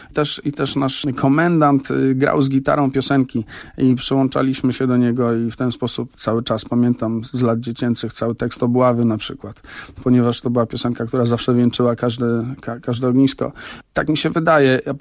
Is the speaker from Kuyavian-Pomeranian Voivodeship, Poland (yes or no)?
no; Warsaw, Masovian Voivodeship, Poland; Wychowywałem się na Chomiczówce w takiej rodzinie, która była bardzo zaangażowana antykomunistycznie.